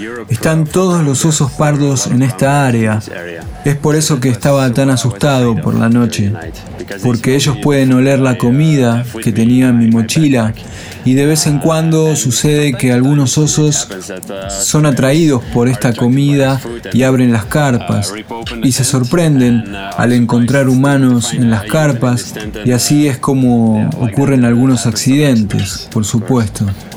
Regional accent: Belgium; Yo vengo de Bélgica y no acostumbro a hacer esta especie de largos viajes en tren.

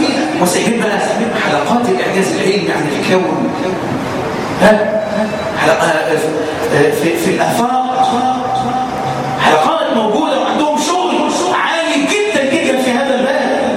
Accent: Egypt; وان يحفظ بلدنا مصر

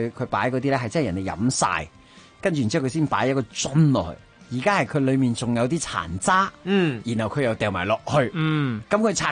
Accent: Hong Kong; 我係香港人，我喺香港買嘢飲

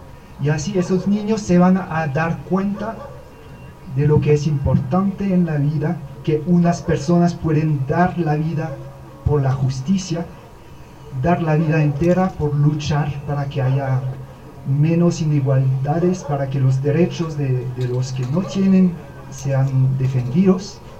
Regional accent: France; now in Colombia; yo soy un jesuita francés, no soy de acá, llevo un poco más de un año en ese lindo país de Colombia y vivo en este barrio de Mariscal Sucre, en mi comunidad de los jesuitas, aquí muy cerca.

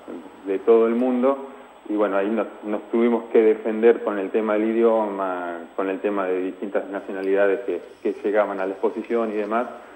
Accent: Argentina; prácticamente a nosotros mismos como argentinos no nos cuesta porque estamos a mismo precio

